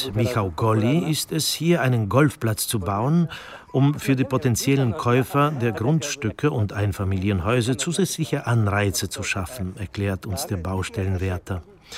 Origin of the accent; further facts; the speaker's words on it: Bytom, Silesian Voivodeship, Poland; moved away; Aufgewachsen bin ich in Bytom, im Arbeiterstadtteil Sombierki.